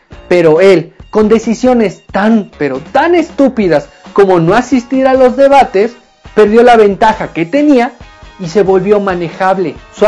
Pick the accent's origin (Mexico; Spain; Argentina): Mexico; de nosotros como mexicanos